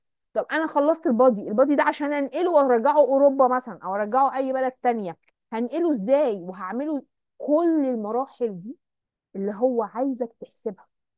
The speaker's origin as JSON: {"language": "Arabic", "country": "Egypt", "said": "احنا عندنا في مصر ما عندناش البلت"}